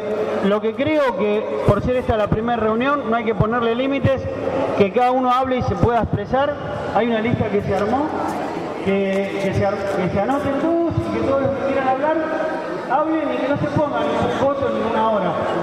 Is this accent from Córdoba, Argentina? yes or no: no; Caballito, Buenos Aires, Argentina; Nací en Caballito y hace 53 años que vivo en Caballito. Soy comerciante de la zona